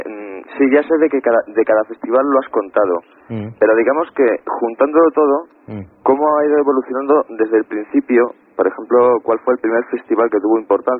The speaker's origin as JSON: {"language": "Spanish", "town": "Valladolid", "region": "Castile and León", "country": "Spain", "lives_now": "Madrid, Spain", "said": "No, soy de Valladolid, aunque por motivos laborales estoy en Madrid, muy a mi pesar."}